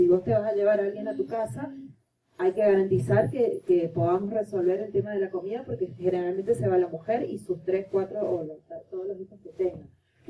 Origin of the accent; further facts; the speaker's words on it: Argentina; now in Venezuela; Yo soy argentina, pero vivo en Venezuela